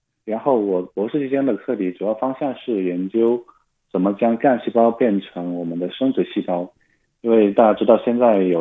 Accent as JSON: {"language": "Chinese", "town": "Yulin", "region": "Guangxi", "country": "China", "tie": "born or raised there", "lives_now": "Beijing, China", "said": "对，我家乡是广西玉林。"}